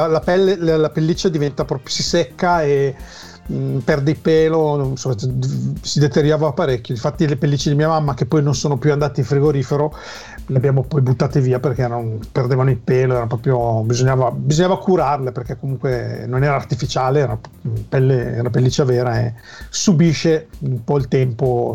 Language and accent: Italian; Cinisello Balsamo, Lombardy, Italy; avevamo una vicinanza notevole con Monza, che è un polo di mobilieri e di falegname mondiale. Per cui nel mio paese in realtà c'era un falegname